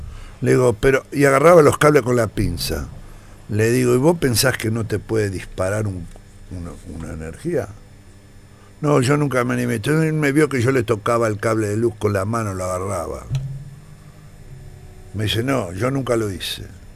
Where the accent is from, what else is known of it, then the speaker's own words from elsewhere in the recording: Argentina; Somos argentinos.